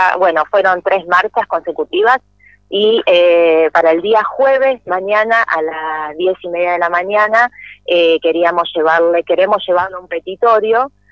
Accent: Buenos Aires, Argentina; yo todavía no pude hacer el cambio de domicilio, soy de Buenos Aires

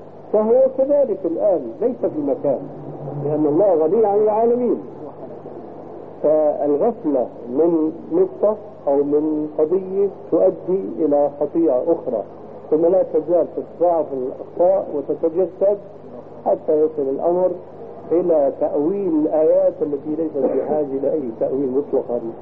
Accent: Syria; ولكن عندنا في الشام عبارة يقولون هلم بجماع الصامات.

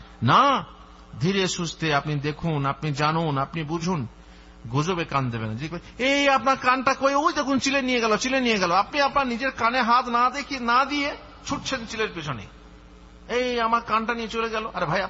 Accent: India; আমি হচ্ছি ইন্ডিয়ান লোক, তো আমি বাংলাদেশের এনজিও সম্পর্কে কি জানবো?

